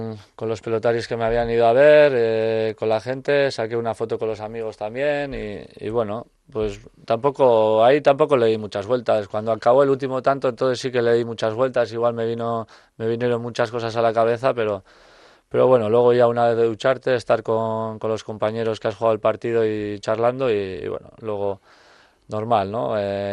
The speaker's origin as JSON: {"language": "Spanish", "town": "Urretxu", "region": "Basque Country", "country": "Spain", "tie": "born or raised there", "said": "yo nací en Urretxu y bueno, la vida yo siempre he hecho en Urretxu y bueno, Zumárraga es lo que me pone ahora donde vivo"}